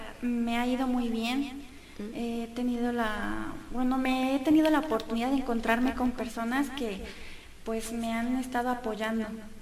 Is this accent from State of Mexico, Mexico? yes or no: yes; Naucalpan, State of Mexico, Mexico; bueno, yo soy de Naucalpan